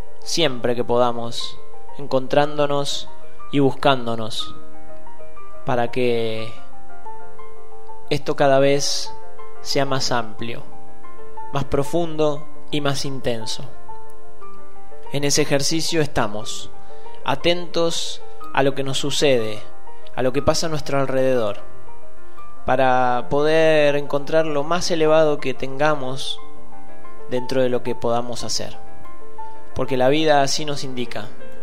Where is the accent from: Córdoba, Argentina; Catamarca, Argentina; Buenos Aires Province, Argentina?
Catamarca, Argentina; Andalgalá; siendo argentinos, siendo catamarqueños o siendo andalgalenses.